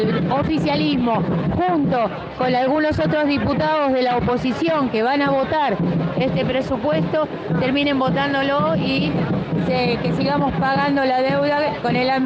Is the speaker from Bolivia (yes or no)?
no; La Matanza, Buenos Aires Province, Argentina; yo vengo de Matanza